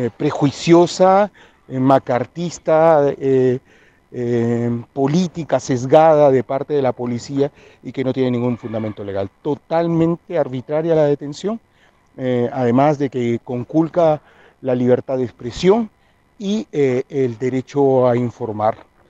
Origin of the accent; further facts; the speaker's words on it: Peru; now in Chile; yo soy peruano, refugiado